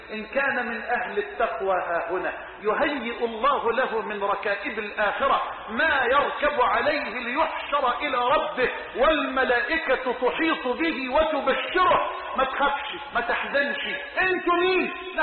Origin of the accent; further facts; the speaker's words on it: Egypt; اللهم اجعل بلدنا مصر أمنا أمانا سخاء رخاء